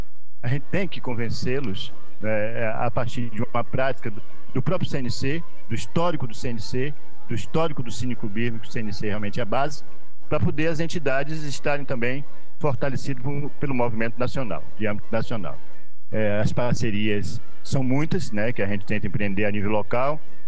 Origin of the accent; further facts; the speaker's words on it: Salvador, Bahia, Brazil; Sou de Salvador … faço parte da diretoria atual do CNC, diretoria de formação